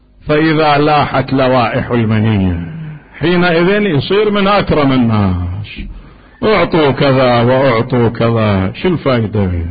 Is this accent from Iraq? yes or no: yes; Iraq; قصة معروفة عندنا في العراق